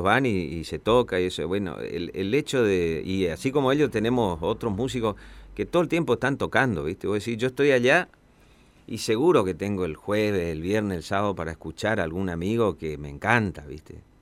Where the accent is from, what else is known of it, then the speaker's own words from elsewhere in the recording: Resistencia, Chaco, Argentina; yo soy de Resistencia, de mi ciudad, que forma parte del mapa litoraleño.